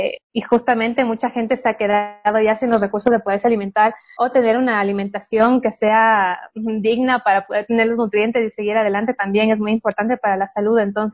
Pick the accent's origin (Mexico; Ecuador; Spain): Ecuador; Para mí como cineasta y como ecuatoriana es muy importante poder enseñar un poco de lo que es el Ecuador en el exterior.